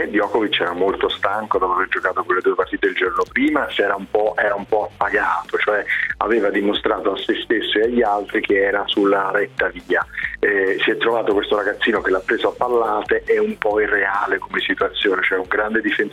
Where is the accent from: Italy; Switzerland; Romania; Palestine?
Italy; Naples, Campania; io da napoletano però una cosa la devo dire